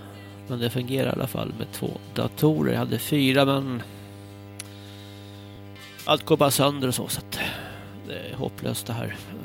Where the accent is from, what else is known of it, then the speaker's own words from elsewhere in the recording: Stockholm, Stockholm County, Sweden; also born or lived in Hägersten / Almunge; jag kommer från Södermalm. Jag kan inte minnas några bilbränder alls på Södermalm. Jag bodde i Hägersten, Midsommarkransen, från 83